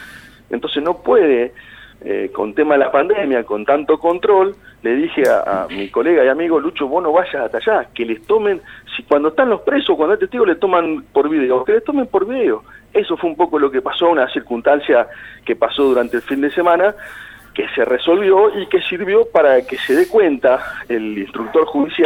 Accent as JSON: {"language": "Spanish", "town": "Villarino", "region": "Buenos Aires Province", "country": "Argentina", "tie": "born there", "lives_now": "Bahía Blanca, Argentina", "said": "Yo soy abogado, yo vivo en Bahía, pero nací en Villarino y tengo mi familia, tengo mis amigos, tengo muchos clientes de ahí."}